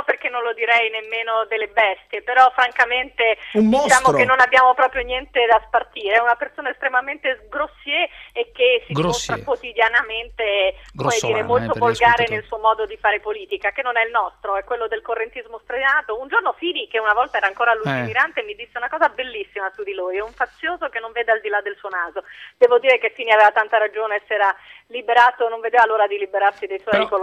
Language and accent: Italian; Trentino-Alto Adige, Italy; basti pensare a quello che ha fatto l'anno scorso sempre Gasparri nella mia terra. Berlusconi sceglie due candidati sindaci per Bolzano e Merano